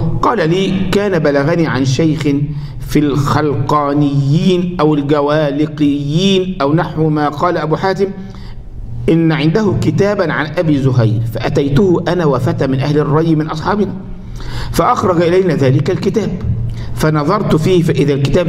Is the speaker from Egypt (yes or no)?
yes; Egypt; ما ده لما يجي مثلا ايه عندنا في مصر مثلا